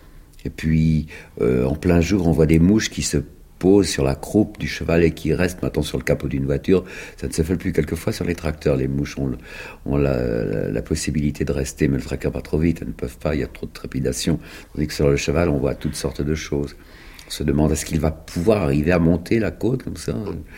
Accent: Bègles, Nouvelle-Aquitaine, France; je suis né à Bègles, dans la banlieue de Bordeaux. On avait un grand jardin, et dans ce grand jardin, j'avais 3 ans et demi quand les Américains sont arrivés en 1917. Je suis né en février 1914.

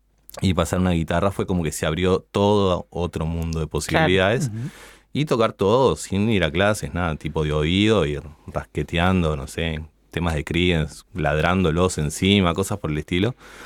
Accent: Ciudad de la Costa, Canelones, Uruguay; Yo soy de Sangrilá, de Ciudad de la Costa

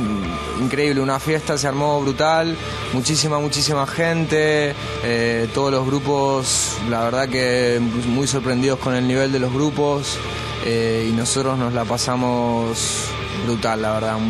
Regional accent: Argentina; now in Bilbao, Spain; Porque en Bilbao, la verdad es que no somos muchos argentinos viviendo en Bilbao.

